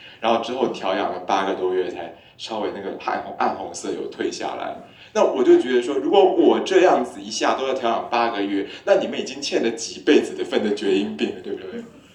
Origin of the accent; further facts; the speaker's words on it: Taiwan; 其实我们台湾人看大陆人一直觉得很奇怪